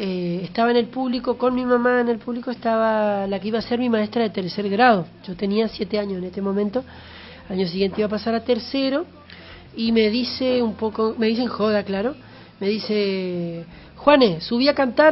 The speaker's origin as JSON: {"language": "Spanish", "town": "Curuzú Cuatiá", "region": "Corrientes", "country": "Argentina", "tie": "born or raised there", "said": "Yo soy de Curuzú, Cuatía, Corrientes. Nací hace 1200 años y nací en el año 86."}